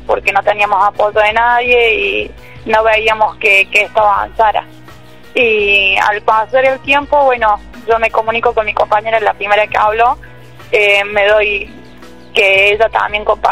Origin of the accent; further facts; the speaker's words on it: Córdoba, Argentina; Sí, yo soy de Córdoba capital, viajé esta mañana